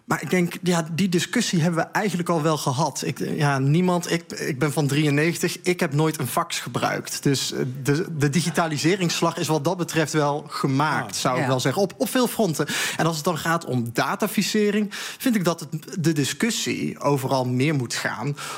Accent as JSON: {"language": "Dutch", "region": "North Brabant", "country": "Netherlands", "tie": "born or raised there", "said": "Ja, ik ben geboren en getogen Brabander. Dus je moet ook wel even aangeven waar je vandaan komt."}